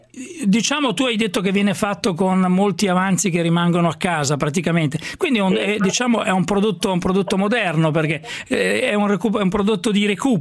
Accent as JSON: {"language": "Italian", "region": "Emilia-Romagna", "country": "Italy", "said": "ora andiamo in Romagna, andiamo nella mia terra"}